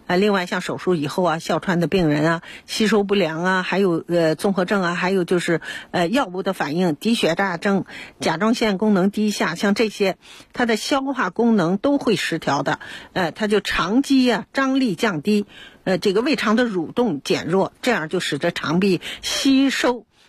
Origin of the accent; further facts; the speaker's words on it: China; 所以我们中国人呢对灵芝有偏好